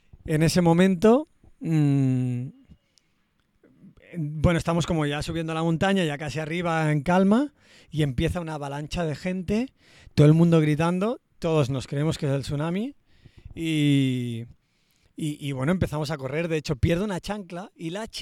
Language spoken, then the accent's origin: Spanish; Barcelona, Catalonia, Spain; yo también soy de Barcelona